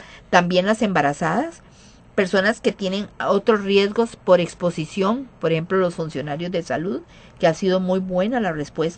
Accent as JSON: {"language": "Spanish", "country": "Costa Rica", "said": "como buen tico que esperamos hasta el 30 de junio"}